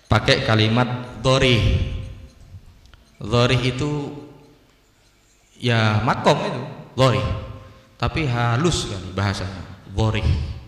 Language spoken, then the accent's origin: Indonesian; Indonesia; saya dari Indonesia ya, waktu itu masih baru. Ya pakai bahasa Indonesia saya. Pakai bahasa Madura.